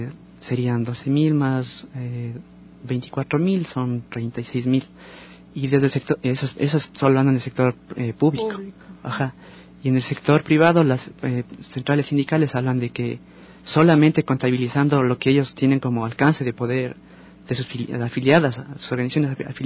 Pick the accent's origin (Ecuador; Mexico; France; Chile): Ecuador; la experiencia que tenemos nosotros como ecuatorianos